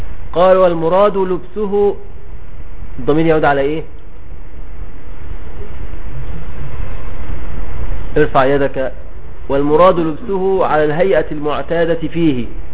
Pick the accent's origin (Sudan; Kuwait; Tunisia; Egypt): Egypt; بنسميه عندنا في مصر الجلابية